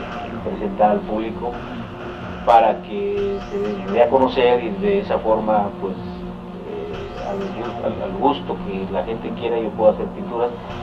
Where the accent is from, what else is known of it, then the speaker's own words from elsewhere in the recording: Tepeji del Río, Hidalgo, Mexico; soy originario de Tepeji del Río, Estado Hidalgo.